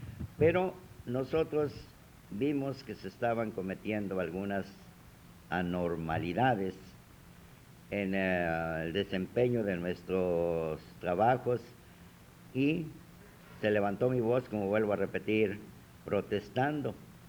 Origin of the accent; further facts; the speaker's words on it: Mexico; Pero nosotros tenemos la experiencia como mexicanos de nunca dejarnos.